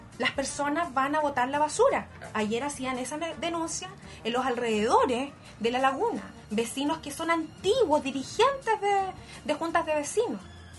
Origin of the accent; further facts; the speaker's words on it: Concepción, Biobío, Chile; yo soy penquista y tenemos que proteger nuestro medio ambiente, nuestro patrimonio natural